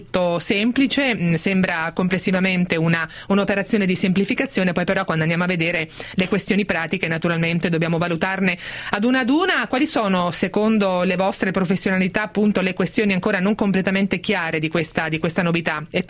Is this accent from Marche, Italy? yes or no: yes; Marche, Italy; io sono una marchigiana e vengo comunque da una zona di mare, ma ho molta campagna attorno a me.